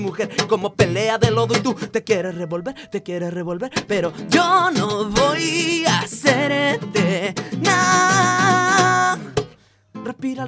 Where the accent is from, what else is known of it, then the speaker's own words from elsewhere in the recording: Querétaro, Mexico; also born or lived in Mexico City; now in Spain; Yo nací en el DF. Uh-huh. Y luego a los 5 años yo padecí de asma y mis padres decidieron que toda la familia nos teníamos que cambiar de ciudad